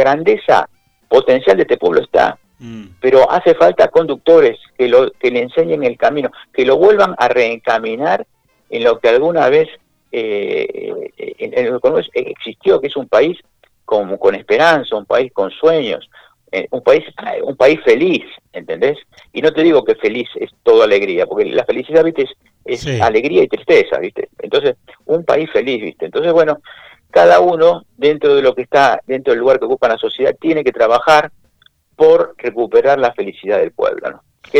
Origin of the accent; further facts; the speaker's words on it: Argentina; Así somos los argentinos.